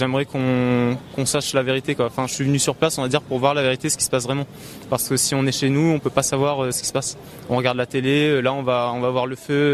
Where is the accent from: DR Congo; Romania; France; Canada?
France; Réunion; now in Paris, France; Donc je suis sur Paris depuis août et je viens de l'île de la Réunion.